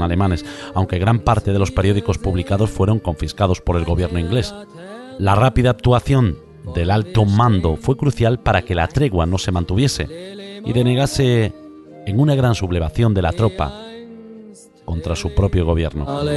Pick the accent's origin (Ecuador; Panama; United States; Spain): Spain; Galicia; yo soy gallego, por lo tanto soy español, y os aseguro que durante los 42 años de mi vida